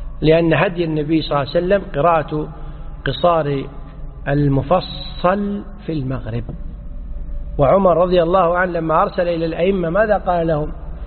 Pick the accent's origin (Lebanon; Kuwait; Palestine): Kuwait; إحنا عندنا في الكويت الأمر منظم من ولي الأمر